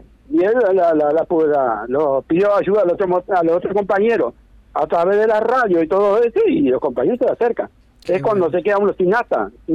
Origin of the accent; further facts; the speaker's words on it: Libertad, San José, Uruguay; now in Kiyú, Uruguay; Yo soy de Libertad. Y de Libertad me trasladé para Quillú acá.